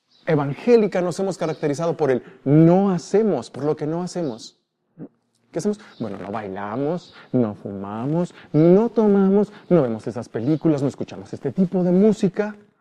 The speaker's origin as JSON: {"language": "Spanish", "country": "Mexico", "said": "y más siendo mexicanos, y más siendo, yo creo que presbiterianos"}